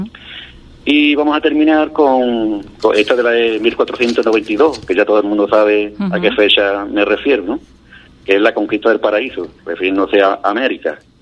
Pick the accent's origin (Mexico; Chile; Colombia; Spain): Spain; Andalusia; ya que somos andaluces